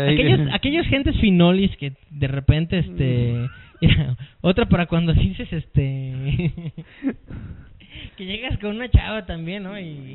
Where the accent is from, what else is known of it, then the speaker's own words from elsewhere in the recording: Mexico; No, ojo, en México no todos somos chilangos.